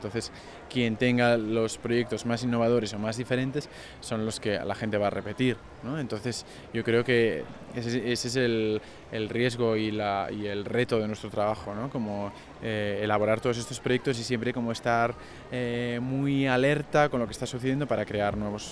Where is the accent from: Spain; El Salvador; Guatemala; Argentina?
Spain; Barcelona, Catalonia; soy de Barcelona, tengo 31 años y trabajo en diferentes instituciones y museos de Barcelona y de España.